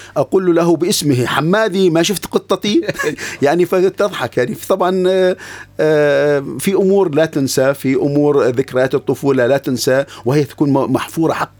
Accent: Manbij, Aleppo Governorate, Syria; أنا ابن منبج التي يعيش فيها الكرد والعرب. نعم. والشركس والتركمان، وكلهم. نعم. مع بعضهم، وكلهم متآخين.

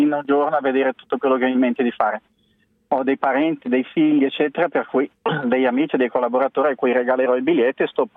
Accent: Brazil; now in Italy; Sono un brasiliano trapiantato qui più di 20 anni fa.

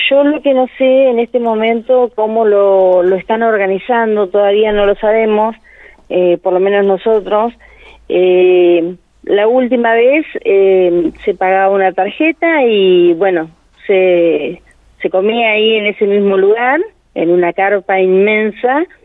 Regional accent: Uriburu, La Pampa, Argentina; de parte de Uriburu, que es mi pueblo, y de acá de Anguil también.

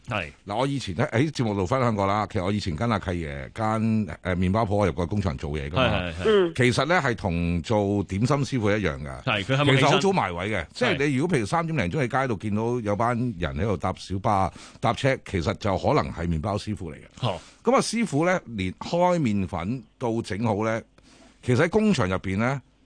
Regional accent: Guangdong, China; 嗱，即系我哋广东人啊

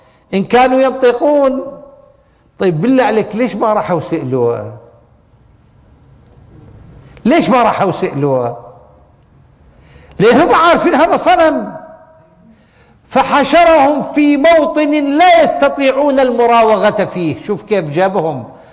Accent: Iraq; عندنا بالعراق يقول لك اسم الله يابا

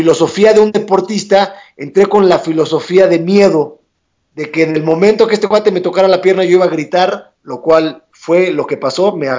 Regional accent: Mexico; para que todos los mexicanos nos apoyemos y que sigamos creciendo el deporte en México

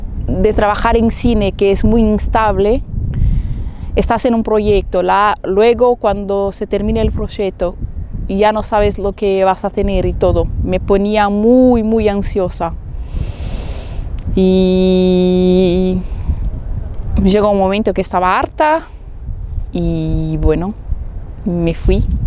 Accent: Brazil; Spanish is a second language; now in Barcelona, Spain; La gente brasileña me encanta, mi pueblo me encanta, somos, no sé, soy sospecha para decir, pero los brasileños son especiales.

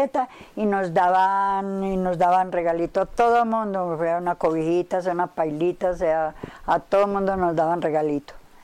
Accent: Rionegro, Colombia; born there; Yo nací por allá más arriba. Yo nací en Río Negro. Yo nací en Río Negro.

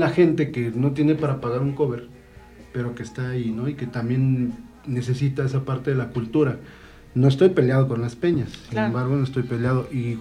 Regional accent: Mexico City, Mexico; Ok, yo soy de Ciudad de México.

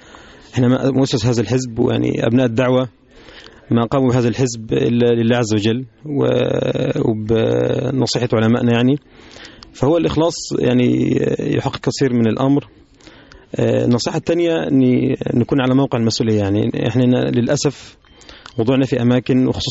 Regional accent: Upper Egypt, Egypt; بيبقى الجو عندنا في الصعيد خصوصا

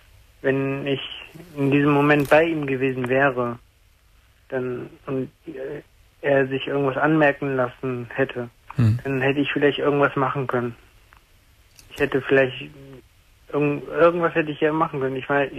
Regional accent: Erkrath, North Rhine-Westphalia, Germany; Nee, ich komme nicht aus Radevorwald, ich komme ja aus Erkrath.

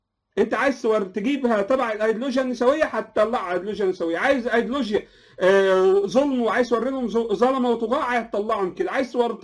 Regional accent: Egypt; والاتراك جزء برضو لهم ميراث في مصر، واحنا كمصريين لنا ميراث في تركيا المعاصره

